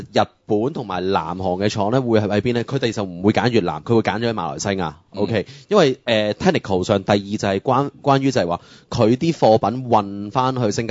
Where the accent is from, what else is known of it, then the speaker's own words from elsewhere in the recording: Hong Kong; 或者我哋香港人都好呢